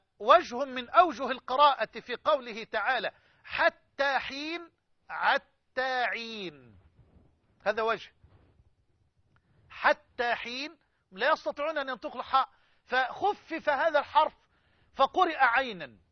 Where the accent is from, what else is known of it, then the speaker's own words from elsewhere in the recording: Egypt; يعني خده كده من الطوق بلغتنا كمصريين